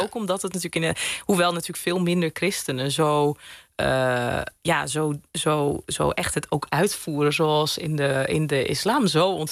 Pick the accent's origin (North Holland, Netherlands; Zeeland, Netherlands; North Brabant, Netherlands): Zeeland, Netherlands; Ik ben zelf opgegroeid in Zeeland. Dus met heel weinig moslims om me heen.